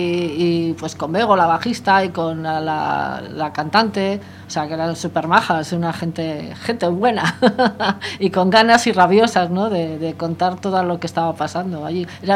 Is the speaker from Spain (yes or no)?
yes; Santurtzi, Basque Country, Spain; yo soy de Santurce, de mi barrio y de la gente que yo andaba y conocidos